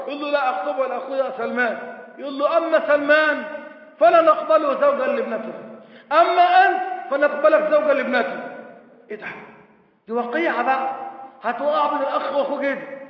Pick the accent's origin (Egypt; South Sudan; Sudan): Egypt; بقى أنا من مصر أروح السعودية وفي السعودية بشروني بإن حسن السلوى اتخلع وهدخل بلدي من بعد الثورة